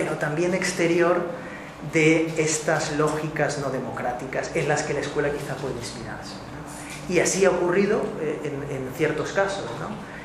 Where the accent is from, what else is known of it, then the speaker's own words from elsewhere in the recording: Valencia, Valencian Community, Spain; La plaza, yo soy de Valencia